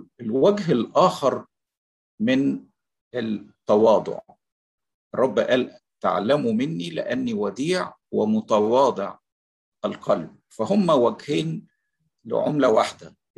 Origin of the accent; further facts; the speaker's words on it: Egypt; بحسب التعبير اللي نقوله في بلادنا مصر يعني،